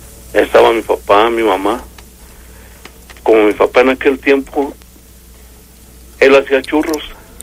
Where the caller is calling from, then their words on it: Mexico City, Mexico; Acá de Insurgentes.